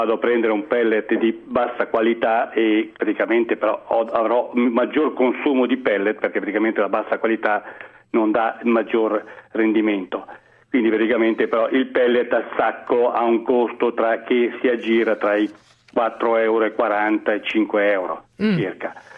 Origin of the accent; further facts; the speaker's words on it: Lombardy, Italy; Sono un brianzolo, quindi sono poco distante da Milano.